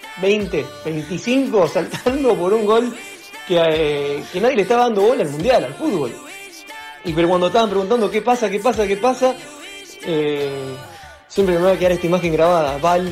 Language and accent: Spanish; Olivos, Buenos Aires Province, Argentina; also born or lived in Vancouver; soy de Olivos y recapitulando